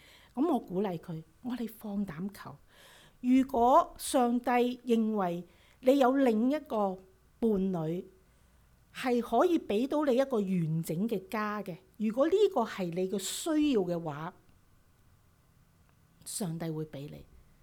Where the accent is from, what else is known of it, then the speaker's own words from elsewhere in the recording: China; 猶太人同我哋中國人差唔多嘅